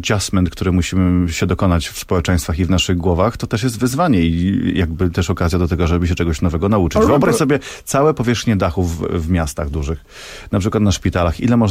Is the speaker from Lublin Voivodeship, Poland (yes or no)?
yes; Lublin Voivodeship, Poland; Ja jestem z Lubelszczyzny. Tam są wąwozy. Tam kiedyś był lodowiec.